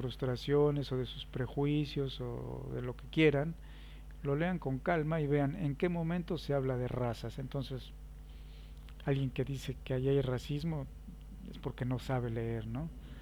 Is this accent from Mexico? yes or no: yes; Mexico; soy tan mexicano como todos ustedes y tengo el derecho de hablar de mi país